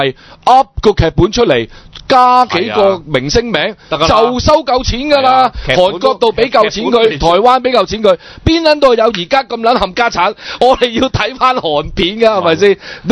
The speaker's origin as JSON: {"language": "Cantonese", "country": "Hong Kong", "said": "我哋作为香港人，竟然而家系冇香港电影，冇香港音乐嘅。"}